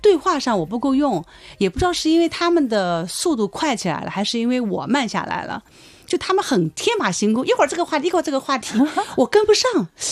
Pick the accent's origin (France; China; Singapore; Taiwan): China; South China; 而且呢我是南方人啊，又咬字又不好